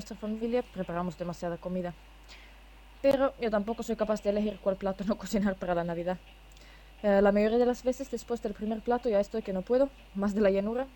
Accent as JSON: {"language": "Spanish", "country": "Finland", "said": "En España siempre fui muy popular entre los niños cuando alguien les contó que yo soy de Finlandia, de donde vive Papá Noel."}